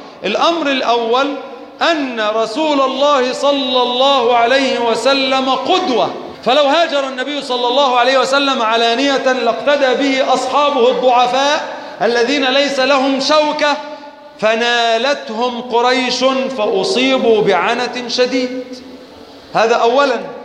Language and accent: Arabic; Egypt; اللهم أنزل على بلادنا مصر السقاء والرخاء